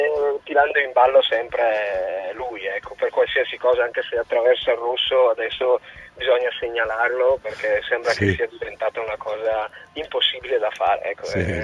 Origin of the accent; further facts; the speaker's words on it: Brescia, Lombardy, Italy; visto che sono bresciano.